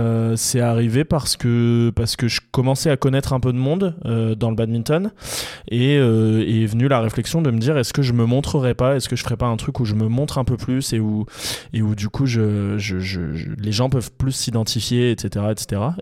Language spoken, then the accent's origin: French; Hauts-de-France, France; à Liévin, donc près de chez moi puisque je suis du Nord